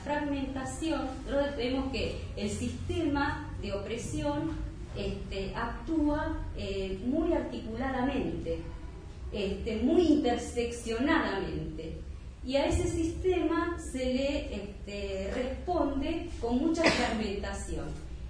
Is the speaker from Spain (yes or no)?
no; Neuquén, Argentina; yo soy de Neuquén, también como Ariel, trabajo en la Universidad de Comahue, soy militante feminista de la colectiva La Revuelta